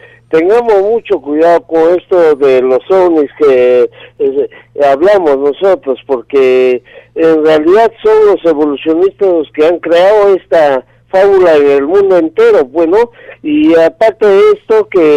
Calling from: Lima, Peru; del Cercado de Lima, señor.

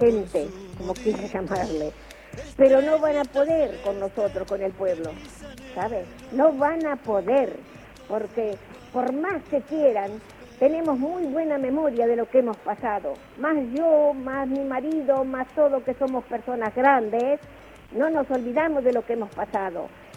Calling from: San Justo, Buenos Aires Province, Argentina; de San Justo.

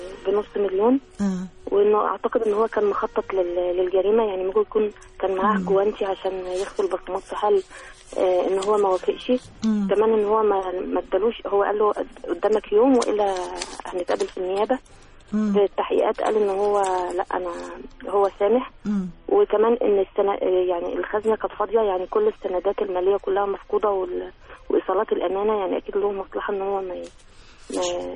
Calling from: Kafr El Sheikh, Kafr El Sheikh Governorate, Egypt; كفر الشيخ.

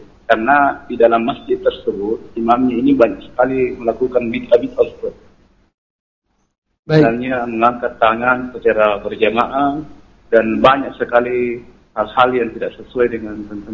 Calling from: Sinjai, South Sulawesi, Indonesia; Ya, saya dari Sinjait, Pak.

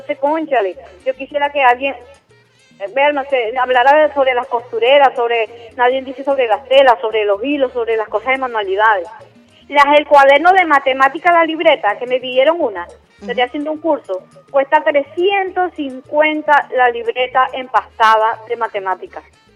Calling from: Baruta, Miranda, Venezuela; Yo soy de las Minas de Baruta.

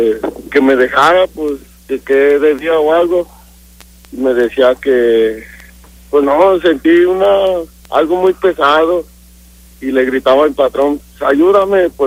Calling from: Odessa, Texas, United States; Eso me pasó aquí en Odessa.

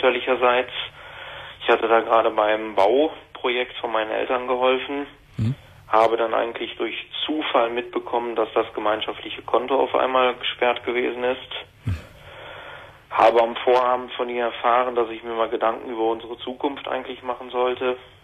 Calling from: Düsseldorf, North Rhine-Westphalia, Germany; Ja, so weit bin ich nicht. Ich komme aus Düsseldorf.

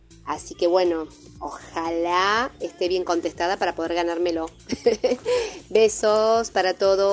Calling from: Quilmes, Buenos Aires Province, Argentina; Hola Sergio … de Quilmes.

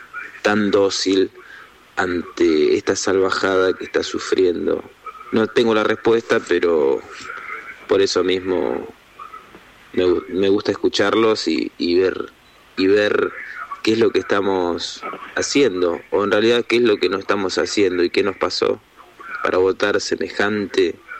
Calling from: Máximo Paz, Buenos Aires Province, Argentina; de Máximo Paz.

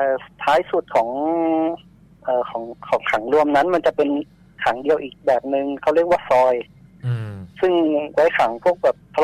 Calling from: Pattaya, Chonburi, Thailand; พัทยาครับ

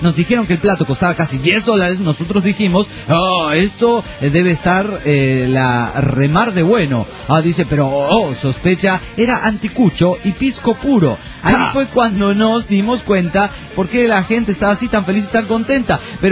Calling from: Tinogasta, Catamarca, Argentina; de Tinogasta, Catamarca

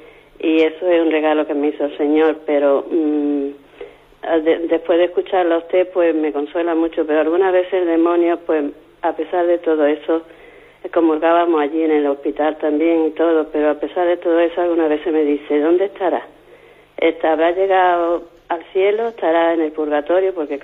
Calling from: Málaga, Andalusia, Spain; de Málaga.

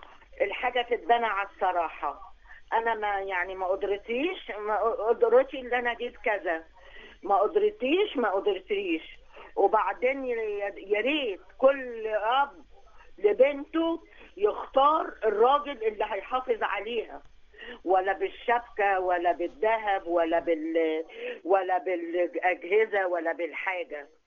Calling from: Alexandria, Alexandria Governorate, Egypt; من اسكندريه.

